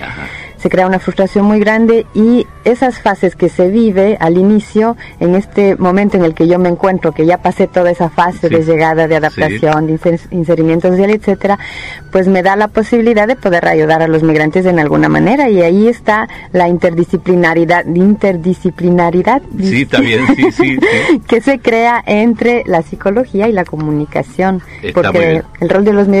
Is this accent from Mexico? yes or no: no; Ecuador; now in Italy; se me venía a la mente la fase de mi salida del Ecuador